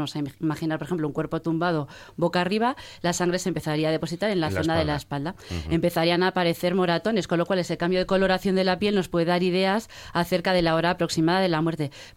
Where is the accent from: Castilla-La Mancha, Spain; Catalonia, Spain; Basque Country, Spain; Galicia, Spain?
Galicia, Spain; Soy gallega, yo no lo puedo evitar.